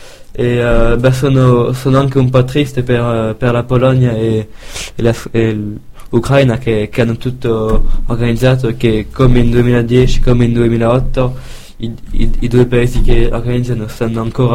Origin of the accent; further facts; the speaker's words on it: France; Sì, perché sono anche francese.